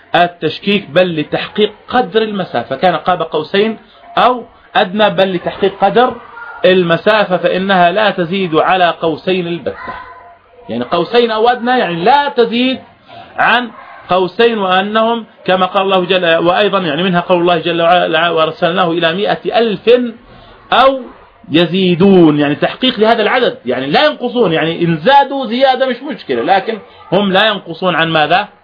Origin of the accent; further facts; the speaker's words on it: Jordan; السدر والنبق والدوم هذا كله يعني معروف عندنا في الأردن